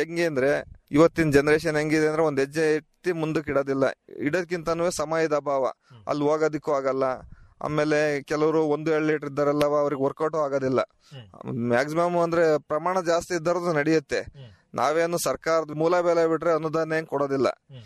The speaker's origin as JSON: {"language": "Kannada", "town": "Ramanahalli", "region": "Karnataka", "country": "India", "said": "ನಮ್ದು ರಾಮನಹಳ್ಳಿ"}